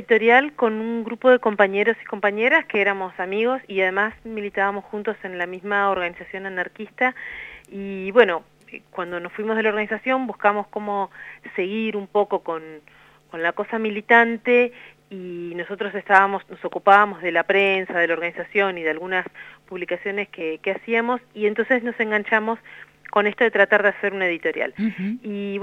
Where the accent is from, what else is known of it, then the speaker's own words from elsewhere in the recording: Rosario, Santa Fe, Argentina; Yo soy de Rosario.